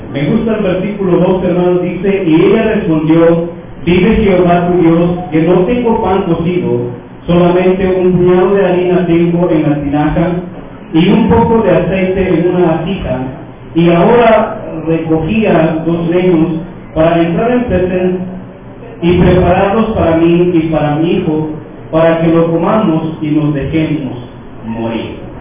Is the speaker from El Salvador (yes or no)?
yes; El Salvador; now in Guatemala; soy salvadoreño, he venido en las mismas condiciones aquí a Guatemala. Y hermanos, cuando este hombre me hace otra pregunta, dice: ¿tú eres pastor? Y le digo: sí, Miguel, soy pastor ahí en El Salvador